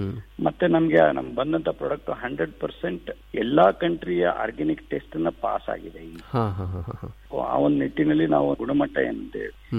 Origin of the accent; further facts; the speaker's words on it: Budagumpa, Karnataka, India; ನಾನು ಹಳ್ಳಿಯಲ್ಲೇ ಹುಟ್ಟಿ ಕನ್ನಡ ಮೀಡಿಯಂದಲ್ಲೇ ನಾನು ಓದ್ದವನು. ಅಲ್ಲೇ ಒಂದು ಗಂಗಾವತಿ ಹತ್ರ ಕಾರ್ಟಿಗೆ ಬೂದ್ಗುಂಪ ಅಂತ ಒಂದು ಊರಿಂದ